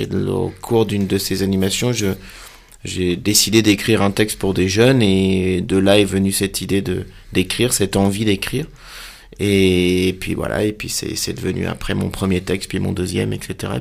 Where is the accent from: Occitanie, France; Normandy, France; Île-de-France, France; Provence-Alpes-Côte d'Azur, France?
Île-de-France, France; Sartrouville; also born or lived in Maisons-Laffitte; J'ai grandi à Sartrouville, collège Darius Milhaud, lycée Evariste Galois, et puis après j'ai déménagé en Bretagne, mais cette région-là fait partie de mon enfance, de mon adolescence